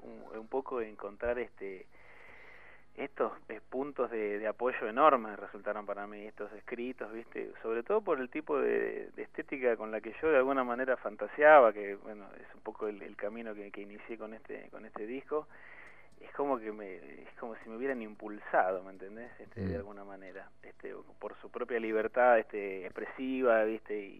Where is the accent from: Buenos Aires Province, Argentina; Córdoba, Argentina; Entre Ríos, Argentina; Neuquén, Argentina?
Buenos Aires Province, Argentina; San Martín; yo no soy del Oeste. Yo viví toda mi infancia en el partido de San Martín.